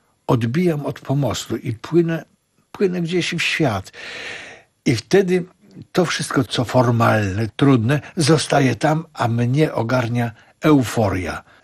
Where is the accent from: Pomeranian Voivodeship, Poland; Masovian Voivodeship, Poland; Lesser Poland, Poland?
Lesser Poland, Poland; Kraków; W ogóle rzecz dzieje się w Krakowie, bo jestem rodowity Krakower.